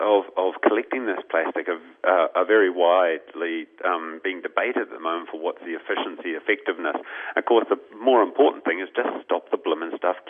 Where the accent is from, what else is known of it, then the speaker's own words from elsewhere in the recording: New Zealand; You know, as a Kiwi